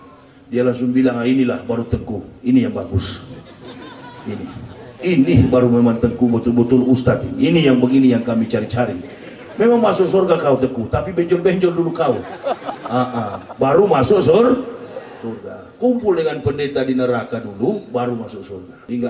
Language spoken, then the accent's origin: Indonesian; Manado, North Sulawesi, Indonesia; Saya orang Sulawesi, orang Manado.